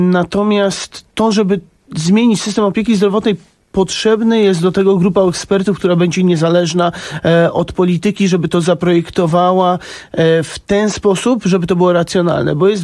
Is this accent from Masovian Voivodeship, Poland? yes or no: yes; Warsaw, Masovian Voivodeship, Poland; ja dorastałem na Saskiej Kępie i tam... To miejsce jest bardzo bliskie mi.